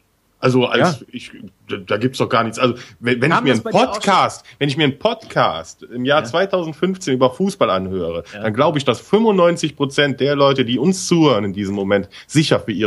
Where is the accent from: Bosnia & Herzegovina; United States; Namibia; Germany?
Germany; West Germany; Ich bin ja im Westen groß geworden, da ging's.